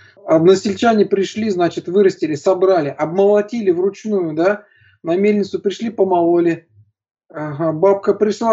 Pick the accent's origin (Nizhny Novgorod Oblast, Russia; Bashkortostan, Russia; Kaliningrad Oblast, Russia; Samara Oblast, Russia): Bashkortostan, Russia; Ufa; я вырос в Уфе. Уфа – это очень такой энергетически тяжелый город.